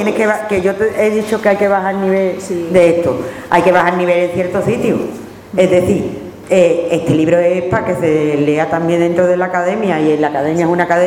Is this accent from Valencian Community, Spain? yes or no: no; Andalusia, Spain; Soy andaluza, flamenca, del pueblo, bailo y soy aficionada a flamenco. He sido una niña cani, shoni, barrio bajera.